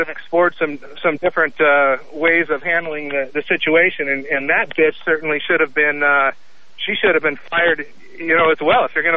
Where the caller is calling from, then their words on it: Portland, Oregon, United States; I'm from Portland. Just wanted to talk about this issue with Boeing.